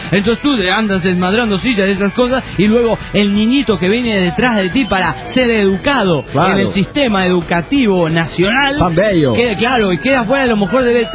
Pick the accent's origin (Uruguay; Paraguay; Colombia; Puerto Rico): Uruguay; Punta del Este, Maldonado; soy de Punta del Este.